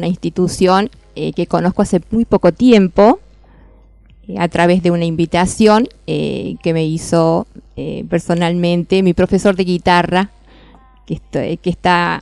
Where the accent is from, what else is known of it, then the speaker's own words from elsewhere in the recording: Villa de María del Río Seco, Córdoba, Argentina; tuve la idea de convocar a gente de mi pueblo en el norte de Córdoba, Villa de María del Río Seco